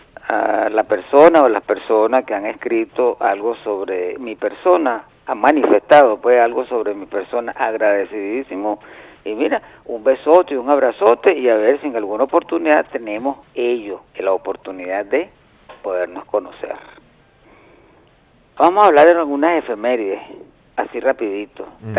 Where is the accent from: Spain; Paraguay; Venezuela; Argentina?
Venezuela; como venezolano